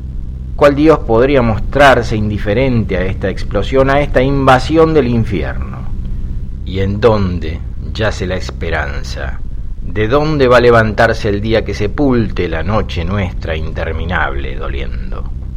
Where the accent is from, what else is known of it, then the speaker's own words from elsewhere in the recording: Buenos Aires, Argentina; now in Mexico; proyectos como se hacen a veces en Buenos Aires, en mi país